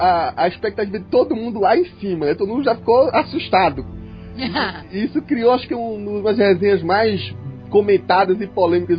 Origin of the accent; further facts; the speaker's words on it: Northeast Region, Brazil; accent: nordestino; Olha, eu tô até voltando meu sotaque nordestino aqui, sempre falando mais rápido do que pensando.